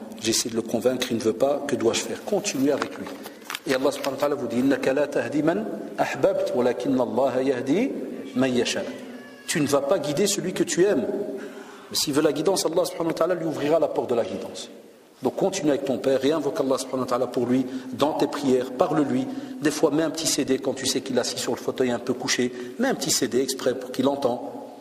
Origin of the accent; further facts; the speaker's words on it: Belgium; Chez nous en Belgique, ils sont en train d'essayer de voter une loi pour que l'école soit obligatoire à 2 ans et demi